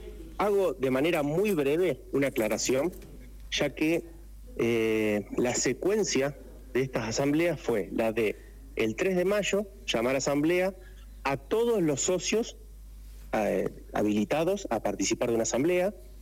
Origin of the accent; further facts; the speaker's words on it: Santa Fe, Argentina; now in Merlo, Argentina; Yo vengo desde Santa Fe, hace 13 años estoy en Merlo. En Santa Fe fue la cuna del cooperativismo. Me crié y me eduqué dentro de lo que es la acción cooperativa.